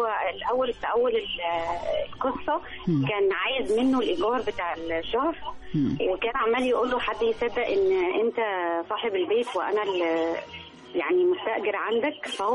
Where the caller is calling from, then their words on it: Alexandria, Alexandria Governorate, Egypt; من اسكندريه